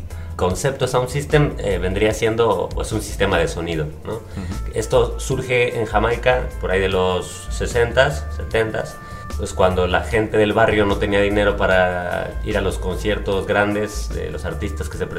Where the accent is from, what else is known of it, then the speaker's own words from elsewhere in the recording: Mexico City, Mexico; Yo vengo de México DF, pues